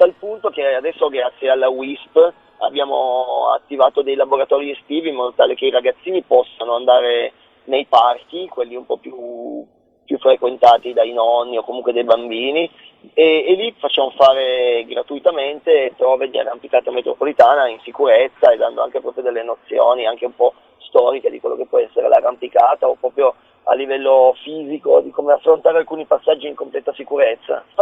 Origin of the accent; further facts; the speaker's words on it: Turin, Piedmont, Italy; Sicuramente da torinese